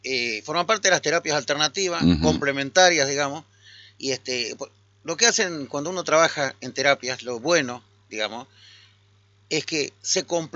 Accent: Concordia, Entre Ríos, Argentina; also born or lived in La Plata; Yo soy de Concordia, nací en Concordia, y estuve 23 años fuera de Concordia.

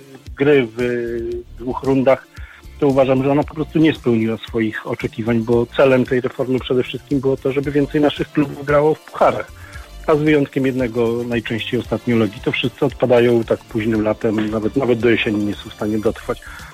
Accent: Warsaw, Masovian Voivodeship, Poland; Ja naturalnie jako warszawiak nie będę

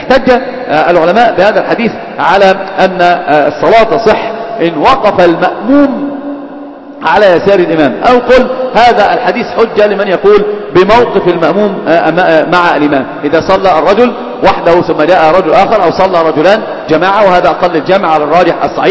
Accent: Alexandria, Alexandria Governorate, Egypt; يا ابن المصر يا حبيبي فهلاوي يعني، فاهم؟ انا اسكندراني يعني

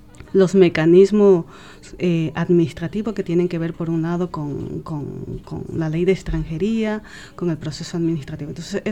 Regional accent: Ecuador; estamos conectándonos, por ejemplo, con Ecuador, ya que somos ecuatorianos

